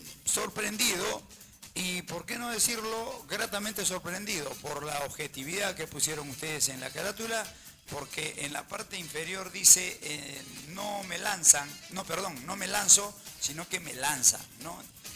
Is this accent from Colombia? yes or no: no; Peru; En relación a de dónde soy, yo soy un peruano